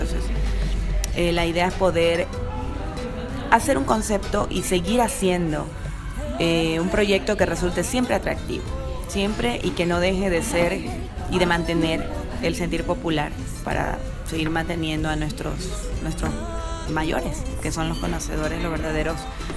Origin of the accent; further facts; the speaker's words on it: Pile, Manabí, Ecuador; born there; a mi Manabí, mi provincia. Como saben, pues allá es la cuna de los sombreros de paja toquilla, Pile exactamente es el sitio. Y la idea era hacer un homenaje a la tierra que me vio nacer, de donde vengo.